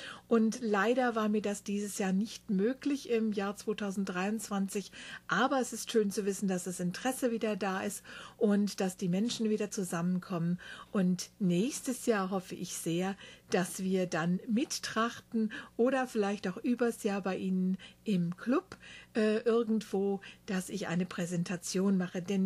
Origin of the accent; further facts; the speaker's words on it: Rinteln, Lower Saxony, Germany; der Rintelner Gegend, Bückeburg und Lindorf sind, die ich selber zusammengetragen habe, denn das ist meine Heimat bzw. die Heimat meines Vaters nahe Hannover im Norden Deutschlands